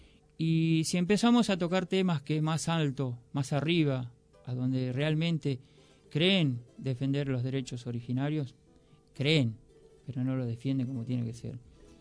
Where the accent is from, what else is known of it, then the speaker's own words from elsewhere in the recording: Formosa, Argentina; Yo hace poquito vine de allá de mi pueblo, ¿no? De Formosa Capital.